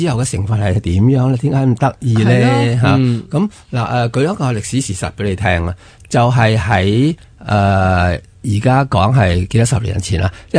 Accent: Hong Kong; 就系叫做我哋香港人叫做人造牛油啦

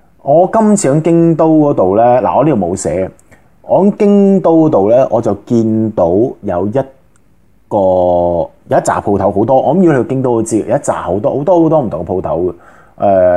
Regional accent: China; 咁嗱呢个咧就系我哋中国人一啲咁嘅陋习

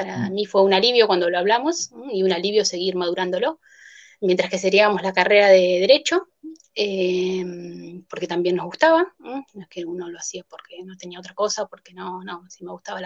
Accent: La Plata, Buenos Aires Province, Argentina; soy de La Plata, de Argentina, de La Plata. Fui a un colegio estatal, de una familia católica

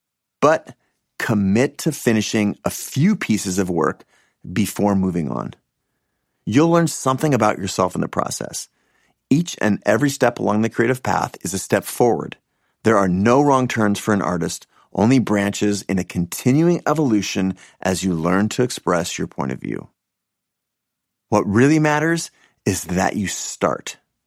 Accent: Seattle, Washington, United States; I grew up in Seattle, an only child.

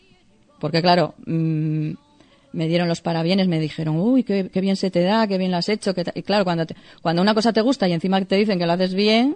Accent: Torrelavega, Cantabria, Spain; also born or lived in Santander; Nací en Santander. Lo que pasa es que yo, a los 4 días me trajeron para acá.

